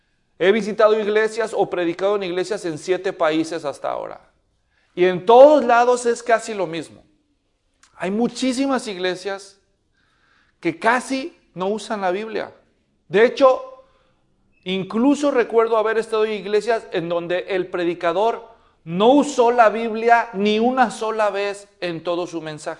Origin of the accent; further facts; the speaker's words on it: Guadalajara, Jalisco, Mexico; allá donde yo nací, en la ciudad de Guadalajara, donde somos mi esposa y yo